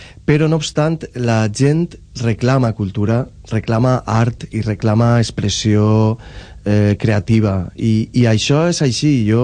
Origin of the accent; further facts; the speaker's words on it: Valencian Community, Spain; si te n'adones, pràcticament tots som valencians